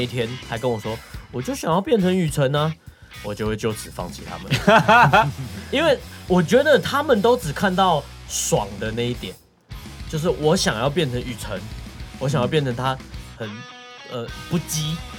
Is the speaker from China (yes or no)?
no; Taipei, Taiwan; 也不是说因为我们是台北人，然后我们是台北团，然后我们就在台北生活